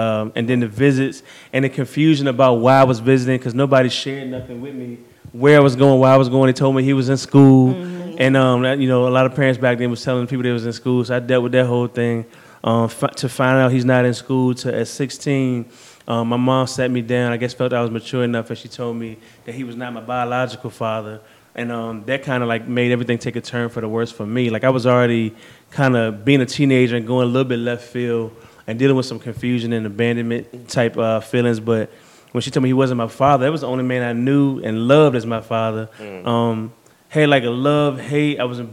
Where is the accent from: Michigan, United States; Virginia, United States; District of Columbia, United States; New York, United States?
Virginia, United States; now in Chesterfield, United States; me and you grew up in the same church together, here in Southside. So I was from Southside, but I moved to Chesterfield.